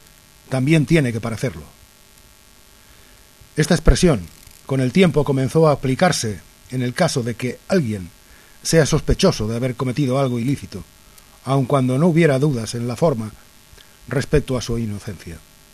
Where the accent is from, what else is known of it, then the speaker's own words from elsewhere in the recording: Spain; es mi deber como persona y como español